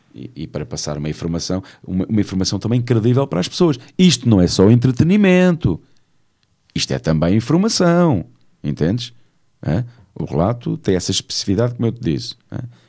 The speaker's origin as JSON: {"language": "Portuguese", "region": "Santarém", "country": "Portugal", "said": "Eu sou de Santarém."}